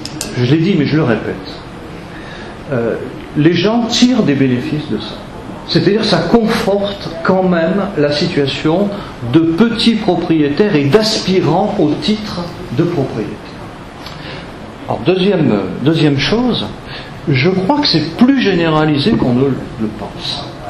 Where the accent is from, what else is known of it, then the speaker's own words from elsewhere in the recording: Auvergne-Rhône-Alpes, France; même si je viens de Savoie